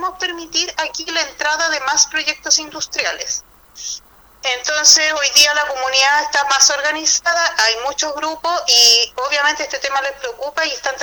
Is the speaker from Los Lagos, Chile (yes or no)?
no; Puchuncaví, Valparaíso, Chile; yo soy de Puchuncaví, pero trabajo en una organización que es Mujeres de Zona Sacrificio en Resistencia, que abarca ambas comunas.